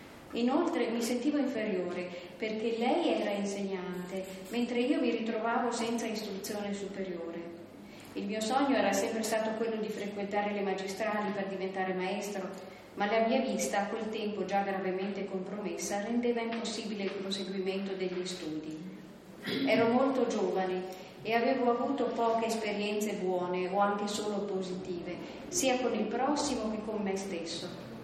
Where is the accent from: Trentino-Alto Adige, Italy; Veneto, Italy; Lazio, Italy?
Trentino-Alto Adige, Italy; Lüsen; non lontano da Luzon, il mio paese natale nei dintorni di Bressanone.